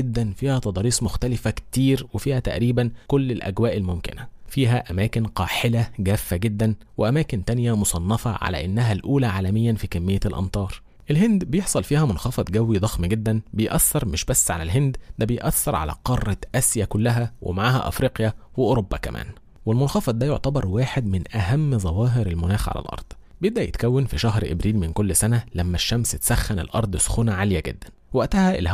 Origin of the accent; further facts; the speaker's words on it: Egypt; بس برضو لازم نفهم إن الكلام ده عندنا في مصر